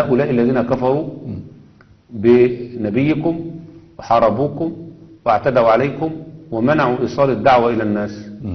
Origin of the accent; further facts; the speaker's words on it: Egypt; لا، أنا مصري، ولدت في أرض مصر